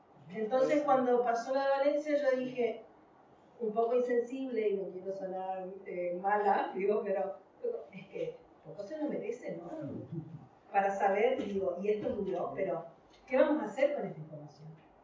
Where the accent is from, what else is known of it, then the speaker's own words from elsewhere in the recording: Chaco, Argentina; now in Spain; Yo vengo de Argentina, el norte de Argentina, que sufre extractivismo todo el tiempo. Bueno, vengo de Chaco, que tiene como el último bosque nativo y que está siendo explotado.